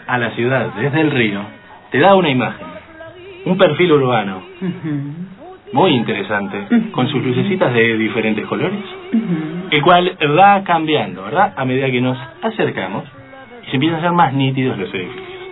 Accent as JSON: {"language": "Spanish", "country": "Uruguay", "moved": "as an adult", "lives_now": "Argentina", "said": "yo soy uruguayo, quiero decirlo, soy uruguayo, y he venido a la Argentina hace 3 años y medio, he dejado mi profesión de arquitecto."}